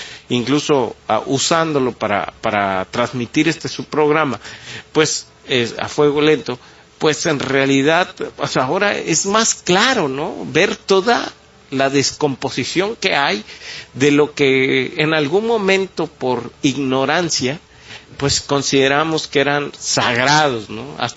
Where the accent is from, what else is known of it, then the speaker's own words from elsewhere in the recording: Mexico; Y sería muy tonto, como mexicano, abrazar una teoría así